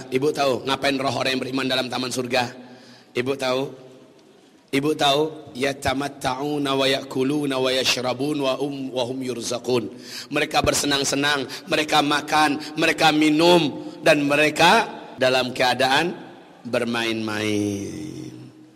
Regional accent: Padang, West Sumatra, Indonesia; Lah giliran saya orang Padang, kalau saya ngomong kayak gini nih harus dibawa 1-2 bahasa Padang promosi.

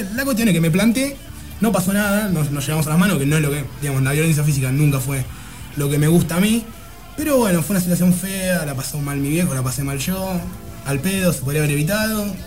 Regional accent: Argentina; Porque somos argentinos y porque nos gusta el fútbol.

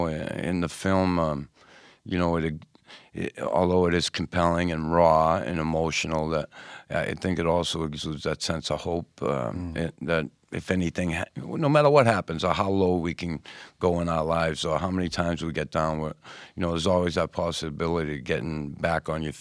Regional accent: Boston, Massachusetts, United States; my whole life growing up in Boston, where I grew up in the neighborhood, and during hockey, I always had to have the armor on.

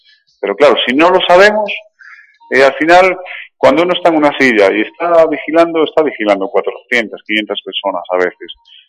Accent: Galicia, Spain; Yo vengo de Galicia, que realmente allí sol tenemos muy poquito, pero aquí sí que he notado el cambio

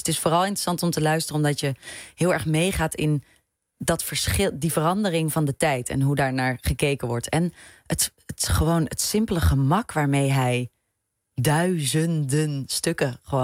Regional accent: Etten-Leur, North Brabant, Netherlands; En toen ik kwam vers uit Etten-Leur. Ik had nog nooit een toneelvoorstelling gezien.

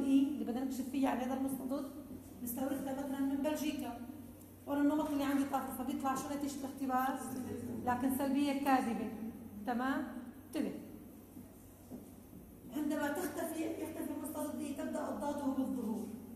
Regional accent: Syria; أما إذا طلع سلبي عندنا بسوريا لأنه عندنا نمط طافح

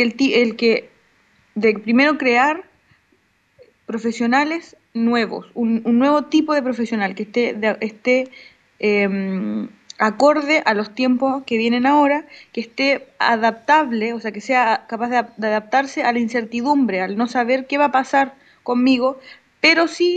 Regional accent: Chile; now in Argentina; es lo que nosotros decíamos como chilenos acá, de que en Chile ya nos pasó que nos privatizaron la educación.

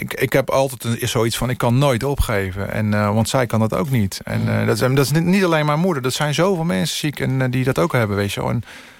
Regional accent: Netherlands; En laten zien dat wij als Nederlanders zijnde echt wel wat kunnen.

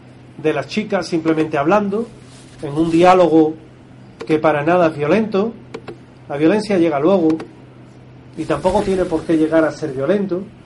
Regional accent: New South Wales, Australia; accent: New South Wales; Mi acento es de Nueva Gales del Sur, para que os hagáis una idea, lo cual no quita que no lo entienda y no lo escriba perfectamente, pero mi acento es malo, soy muy del sur.

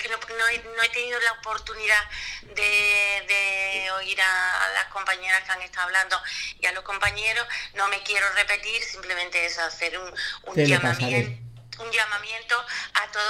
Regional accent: Jerez de la Frontera, Andalusia, Spain; Yo soy de Jerez, nosotros estamos en la provincia de Cádiz

